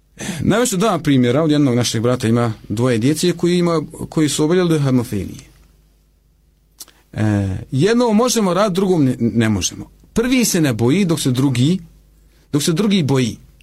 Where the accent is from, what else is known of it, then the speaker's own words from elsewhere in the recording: Bosnia & Herzegovina; ne ilazi u susret alternativnicima kod nas u Bosni, i ne samo kod nas u Bosni